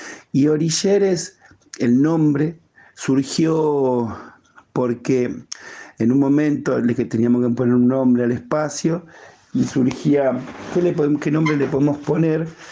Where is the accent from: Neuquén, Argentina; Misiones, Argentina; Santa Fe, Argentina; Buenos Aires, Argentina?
Buenos Aires, Argentina; Soy de Capital Federal, Argentina, en el barrio de Barracas y dentro del barrio de Barracas en una villa, en la villa 2124. Nací acá, vivo acá